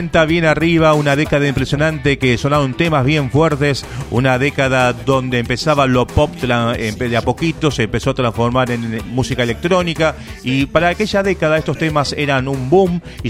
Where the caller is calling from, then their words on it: Quilmes, Buenos Aires Province, Argentina; de Quilmes.